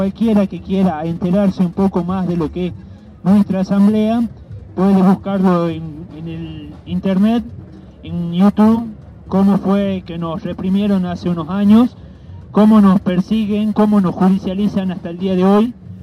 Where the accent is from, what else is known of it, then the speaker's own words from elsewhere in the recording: Andalgalá, Catamarca, Argentina; Soy de Andalgalá, Catamarca, soy de la asamblea del Algarrobo.